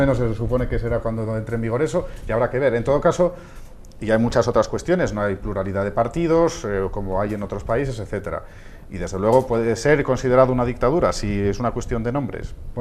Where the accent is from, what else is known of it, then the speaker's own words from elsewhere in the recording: Spain; alterémonos como ciudadanos españoles preocupados por algo que sentimos que en realidad es nuestro